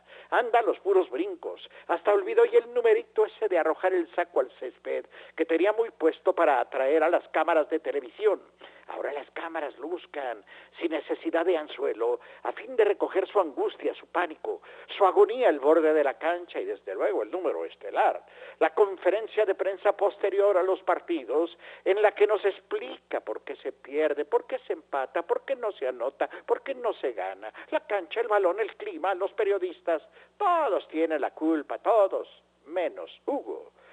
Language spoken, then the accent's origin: Spanish; Mexico; Como verán, soy un aficionado mexicano al fútbol o algo semejante que se juega aquí.